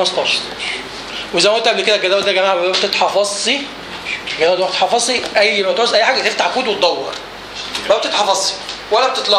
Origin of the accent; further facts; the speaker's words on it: Egypt; زي عندنا في مصر بعد 5 أيام شوت داون على طول